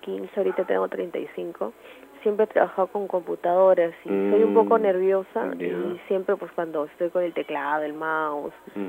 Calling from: Villa María del Triunfo, Lima, Peru; de Villa María del Triunfo.

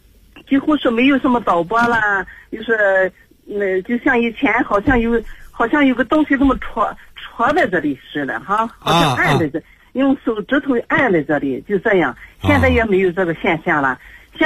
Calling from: Qingdao, Shandong, China; 我是青岛的

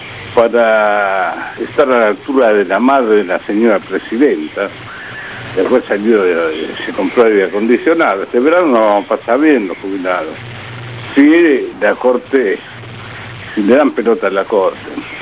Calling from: Olivos, Buenos Aires Province, Argentina; de Olivos.

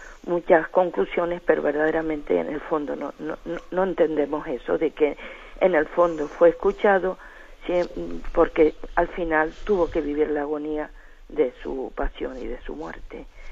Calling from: Canary Islands, Spain; de Tenerife.

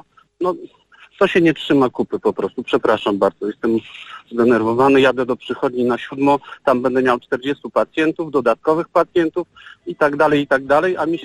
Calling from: Warsaw, Masovian Voivodeship, Poland; Ja jestem lekarzem z Warszawy.

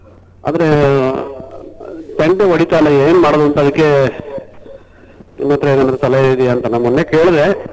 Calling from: Suntikoppa, Karnataka, India; ನಾನು ಸುಂಟಿಕೊಪ್ಪ

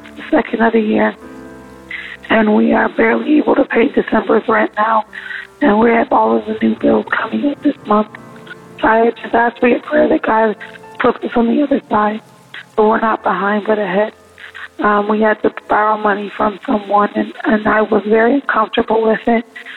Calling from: California, United States; I'm calling from California.

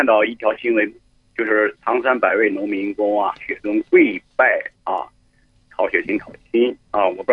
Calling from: Yantai, Shandong, China; 我来自山东省烟台市。

